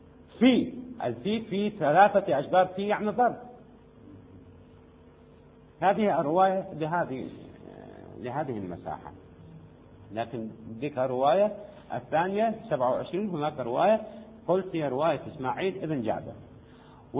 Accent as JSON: {"language": "Arabic", "country": "Syria", "said": "هنا عندنا في سوريا الآبار"}